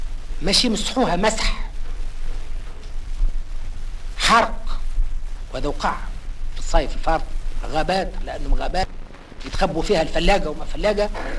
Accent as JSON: {"language": "Arabic", "country": "Tunisia", "said": "أقول هذا الكلام لا بصفتي تونسي فقط"}